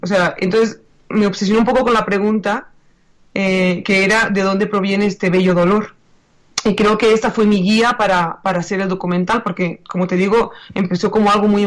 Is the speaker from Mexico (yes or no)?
no; Catalonia, Spain; desde Barcelona, ¿no? Y yo soy catalana